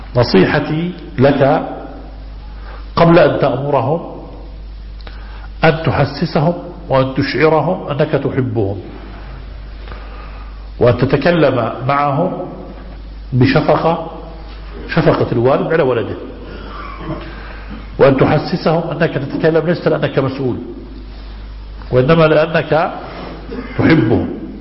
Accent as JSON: {"language": "Arabic", "country": "Egypt", "lives_now": "Jordan", "said": "نحن أخوة من مصر نعيش في الأردن منذ زمن،"}